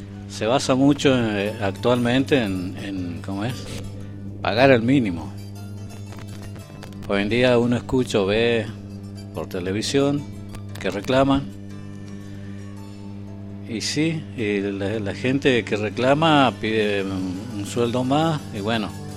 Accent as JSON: {"language": "Spanish", "country": "Argentina", "said": "somos argentinos, los argentinos."}